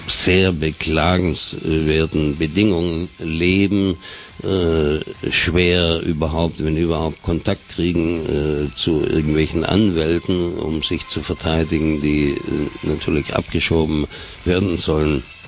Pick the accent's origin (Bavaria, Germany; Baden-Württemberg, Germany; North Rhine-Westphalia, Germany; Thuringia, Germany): Baden-Württemberg, Germany; wie man bei uns in Schwabenland gesagt hat